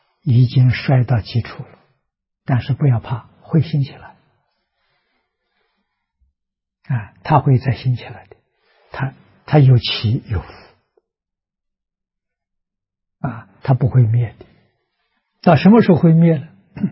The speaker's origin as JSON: {"language": "Chinese", "country": "China", "said": "我们中国人记载的啊"}